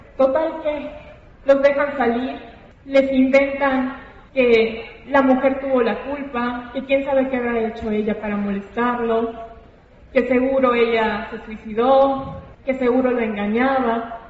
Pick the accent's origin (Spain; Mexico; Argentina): Mexico; Mérida, Yucatán; Tengo 26 años, soy de Mérida, Yucatán, soy licenciada en Derecho.